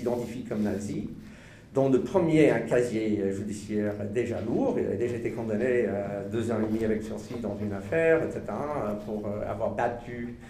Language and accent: French; United States; French is a second language; now in France; Moi je suis américain d'origine, mais je vis en France depuis 30 ans